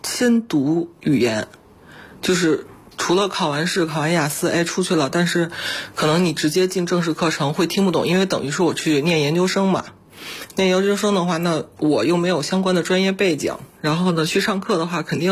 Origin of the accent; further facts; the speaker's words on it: Beijing, China; 我是北京人嘛，学英语学的比较早